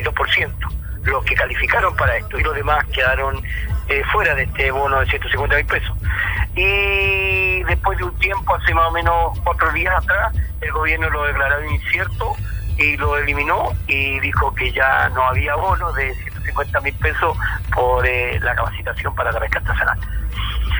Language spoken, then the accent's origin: Spanish; Chile; hemos sufrido muchísimo en esta pandemia, como todo chileno